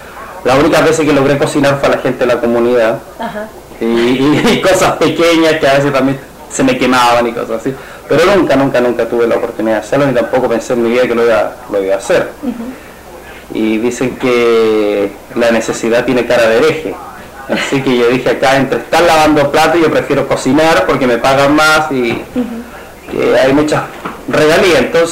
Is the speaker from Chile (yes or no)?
yes; Chile; moved away as an adult; now in Bethany Beach, United States; tengo 33 años, soy de nacionalidad chilena. Estoy acá en Estados Unidos hace más o menos 3 años, 2 años y medio, casi 3.